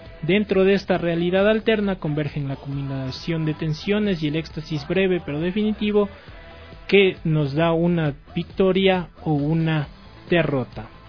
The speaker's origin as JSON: {"language": "Spanish", "country": "Ecuador", "said": "el sentir de somos ecuatorianos, somos una nación"}